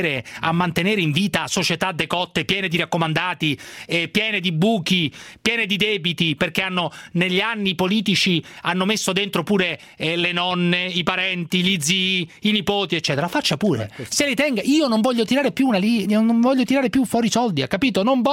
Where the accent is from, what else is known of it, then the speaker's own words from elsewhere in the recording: Rome, Lazio, Italy; born there; Io non mi onoro di niente, sono nato a Roma, non mi onoro di nulla.